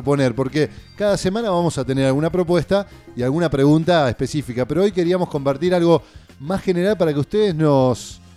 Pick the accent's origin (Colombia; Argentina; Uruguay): Argentina; Paraná, Entre Ríos; que de chico, yo la recuerdo en mi casa, de chico, en Paraná